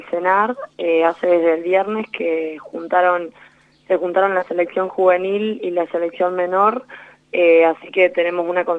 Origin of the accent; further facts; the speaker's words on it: Trenel, La Pampa, Argentina; justo llegué un día antes de que se declarara la cuarentena general en el país, a La Pampa, a mi pueblo Trenel